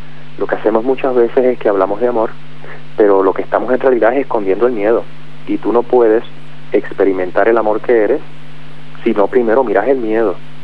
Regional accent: Puerto Rico; No, soy puertorriqueño.

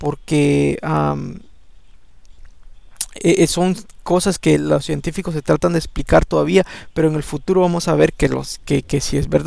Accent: El Salvador; yo soy salvadoreño y a mí nunca me ha gustado esta música

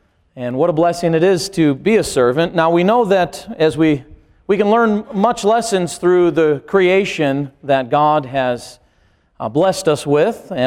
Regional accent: Chicago, Illinois, United States; He came and stayed up with me in my hometown where I grew up, around the area of Chicago, Illinois.

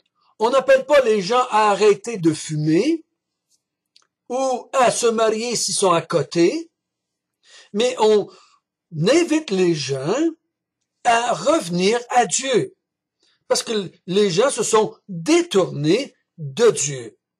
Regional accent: Quebec, Canada; born there; Moi, je suis né au Québec en 1950, donc j'ai été élevé dans une famille catholique.

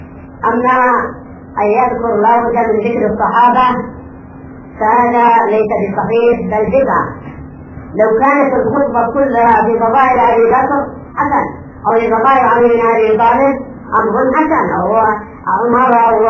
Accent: Yemen; وهذا نصام ايضا بين الشيعه عندنا في اليمن وبين اهل السنه الشافعيه،

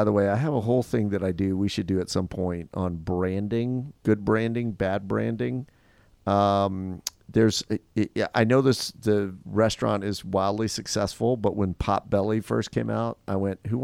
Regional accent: Louisiana, United States; born there; I grew up in Louisiana or I didn't grow up there, but I was born there.

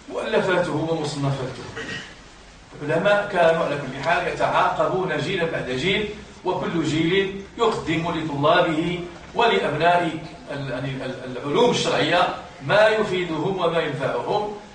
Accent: Morocco; حتى في بلدنا المغرب كان علم الأصول يدرس

